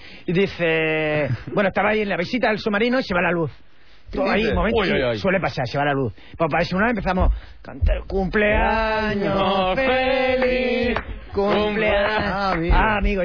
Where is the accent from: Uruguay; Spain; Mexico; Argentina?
Spain; Murcia, Region of Murcia; Como soy de Murcia, digo, yo cuando hablo...